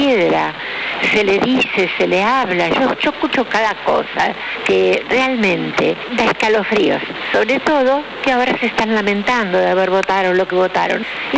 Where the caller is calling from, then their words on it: Barracas, Buenos Aires Province, Argentina; soy una abuela de 75 años, no me considero vieja, sino una persona mayor, que ha vivido todas las etapas de Argentina